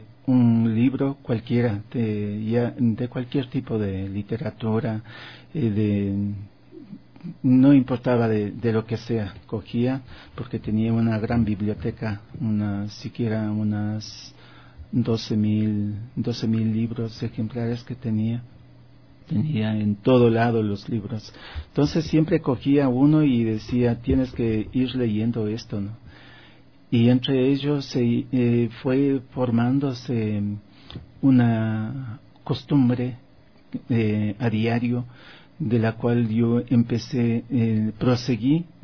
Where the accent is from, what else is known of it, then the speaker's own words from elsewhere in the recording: Conocoto, Pichincha, Ecuador; mi primer año de escuela, ¿no?, donde vivía en la Loma Grande